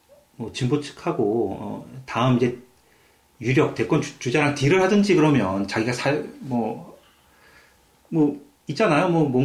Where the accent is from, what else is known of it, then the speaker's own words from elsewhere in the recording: Seoul, South Korea; now in United Kingdom; 저는 어릴 적에 한국에 살아서 뭐 투표권도 없었고 정치에 관심이 없었는데 그분 어떻게 기억하냐면은 제가 이제 관악구에 살아서 저희 지역구였어요